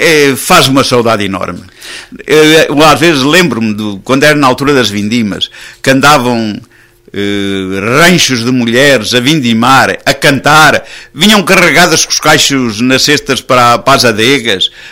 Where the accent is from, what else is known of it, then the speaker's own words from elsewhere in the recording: Avô, Centro, Portugal; Porque trabalhei diretamente para a minha terra, embora na Câmara, também dentro das minhas possibilidades, defendi os interesses da Avô